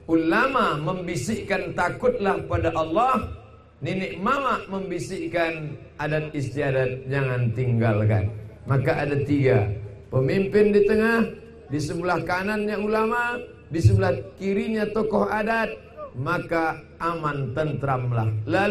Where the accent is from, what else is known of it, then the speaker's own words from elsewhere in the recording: Langgam, Riau, Indonesia; Begitu adat istiadat kami orang Langgam Kabupaten Pelalawan